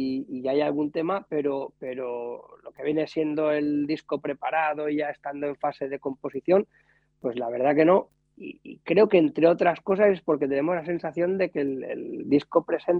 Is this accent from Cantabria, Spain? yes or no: no; Barcelona, Catalonia, Spain; en la banda nosotros somos de Barcelona, de los alrededores, ¿no?, de la periferia, y hablamos pues en catalán y hablamos en castellano